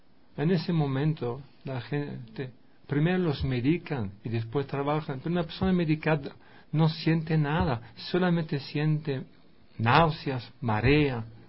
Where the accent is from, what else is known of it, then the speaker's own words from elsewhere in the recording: France; Spanish is a second language; soy blanco, soy yanqui, vengo de Francia